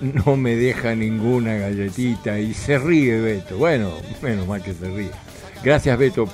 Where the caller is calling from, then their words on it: Quilmes, Buenos Aires Province, Argentina; de Quilmes, sí